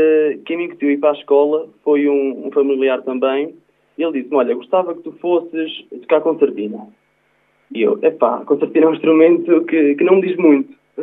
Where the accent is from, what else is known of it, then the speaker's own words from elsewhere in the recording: Oliveira do Hospital, Coimbra, Portugal; sou natural do Conselho de Oliveira do Hospital, tenho 20 anos